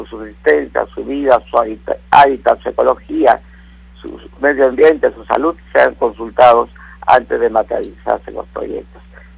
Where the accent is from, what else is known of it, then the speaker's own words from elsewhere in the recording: Peru; todos entendemos que somos peruanos y nos sumaremos para construir un nuevo Perú